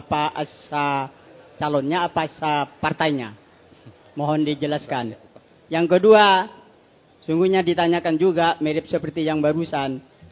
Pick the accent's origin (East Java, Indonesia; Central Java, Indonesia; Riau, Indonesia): East Java, Indonesia; sebab saya orang Madura.